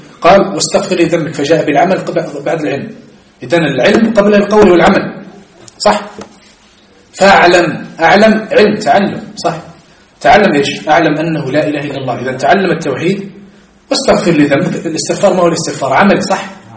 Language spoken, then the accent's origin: Arabic; Algeria; لكن احنا عندنا في الجزائر